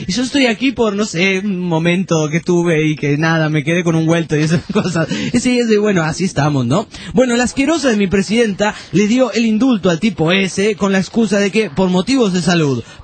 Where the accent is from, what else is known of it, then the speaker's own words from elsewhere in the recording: Panama; de Panamá.